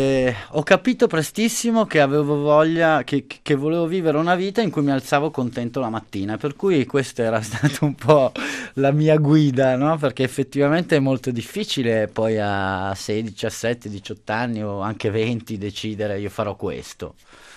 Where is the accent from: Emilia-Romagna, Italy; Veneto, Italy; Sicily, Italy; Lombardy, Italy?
Lombardy, Italy; Milan; born there; io sono nato a Milano, ho una famiglia normalissima di Milano